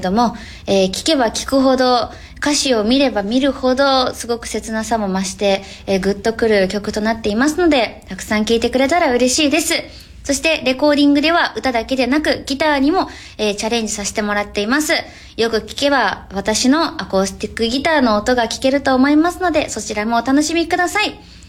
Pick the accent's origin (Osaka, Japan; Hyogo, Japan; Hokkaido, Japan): Hyogo, Japan; Kobe; 私も神戸出身なので、すごい嬉しいです。同じ電波に乗れて。